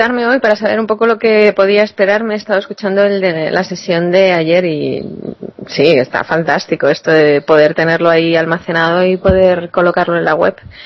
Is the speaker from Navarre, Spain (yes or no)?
no; Aragon, Spain; Vale, soy aragonesa, que conste, ¿eh?